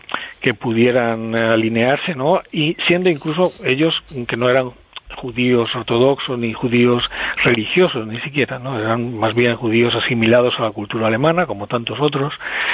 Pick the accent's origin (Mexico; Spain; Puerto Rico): Spain; Ibiza, Balearic Islands; born there; Bueno, yo nací aquí, en Ibiza